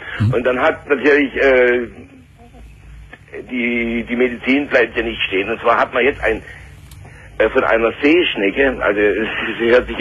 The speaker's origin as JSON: {"language": "German", "region": "Southern Germany", "country": "Germany", "said": "weil ich komme ja aus Süddeutschland, ja."}